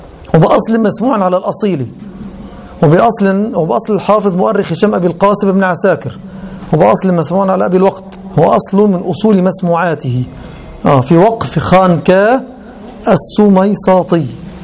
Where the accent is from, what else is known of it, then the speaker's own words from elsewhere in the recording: Egypt; كان عندنا في مصر الأصل اليوناني أولا